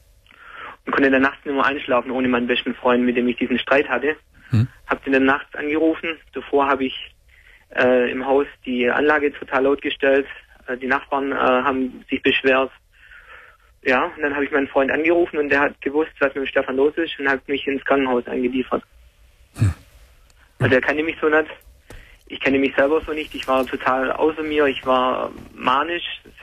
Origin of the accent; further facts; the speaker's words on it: Baden-Württemberg, Germany; also ich komme aus Schwabenland und ja.